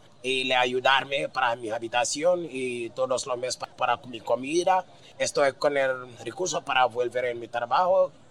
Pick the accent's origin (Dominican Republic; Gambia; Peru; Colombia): Gambia; Spanish is a second language; now in Spain; En África, donde en mi país, en Gambia, hay muchos jóvenes que necesitan ayuda en la vida